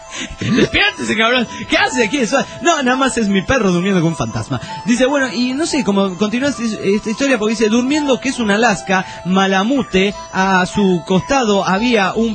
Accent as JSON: {"language": "Spanish", "town": "Juliaca", "region": "Puno", "country": "Peru", "said": "de Juliaca, Perú."}